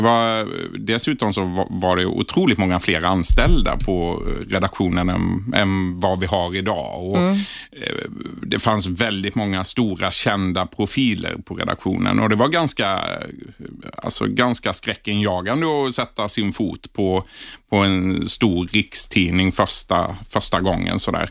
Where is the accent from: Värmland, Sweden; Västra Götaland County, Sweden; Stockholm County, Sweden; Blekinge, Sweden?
Blekinge, Sweden; jag är från Blekinge